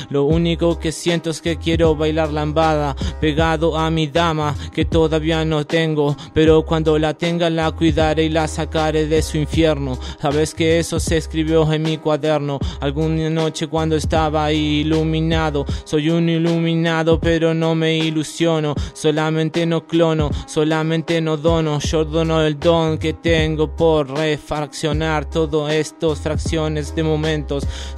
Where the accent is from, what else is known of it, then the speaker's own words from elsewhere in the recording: Lanús, Buenos Aires Province, Argentina; Yo me crié en Lanús, pero soy de BRC.